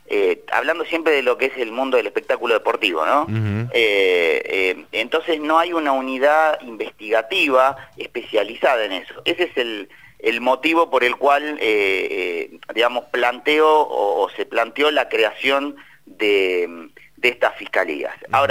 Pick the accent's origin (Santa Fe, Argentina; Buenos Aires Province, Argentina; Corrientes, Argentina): Buenos Aires Province, Argentina; Lomas de Zamora; de donde soy oriundo, de Loma de Zamora.